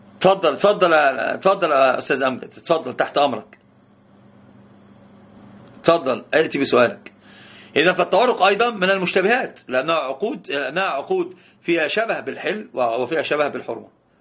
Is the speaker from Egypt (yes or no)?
yes; Egypt; التورق عندنا في مصر الناس يسمونه حرق السلعة